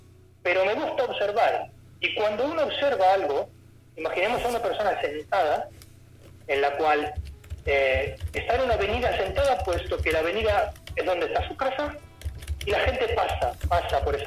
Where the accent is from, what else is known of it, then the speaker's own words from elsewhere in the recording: Argentina; now in Spain; Pero ni siquiera Argentina mismo, siendo ser argentino.